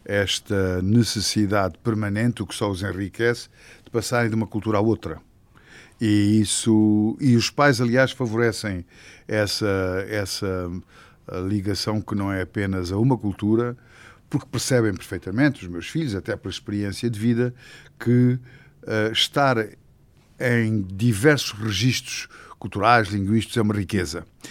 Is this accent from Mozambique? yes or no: no; Angola; now in Portugal; no sentido que viemos de Angola e as nossas primeiras referências são de Angola